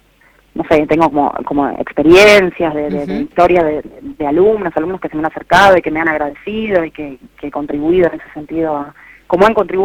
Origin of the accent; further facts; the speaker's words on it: Quilmes, Buenos Aires Province, Argentina; moved away as an adult; now in Buenos Aires, Argentina; Yo estuve en Quilmes, soy de Quilmes Oeste, fui al colegio allá, mis viejos son de Quilmes, mi familia es de Quilmes, y me vine a la capital federal bastante joven, a los 20, 21, cuando me vine a estudiar